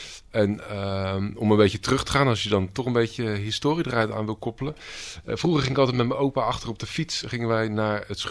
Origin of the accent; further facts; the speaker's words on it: Rozenburg, South Holland, Netherlands; ik kom zelf uit Rozenburg.